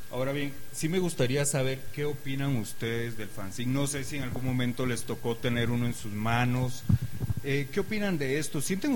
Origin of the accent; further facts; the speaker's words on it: Costa Rica; yo que soy de Costa Rica